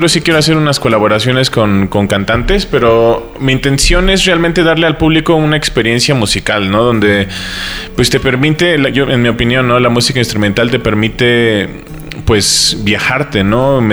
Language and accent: Spanish; State of Mexico, Mexico; Bueno, crecí en el Estado de México ya de adolescente, ¿no? Que fue donde inicié mi onda musical.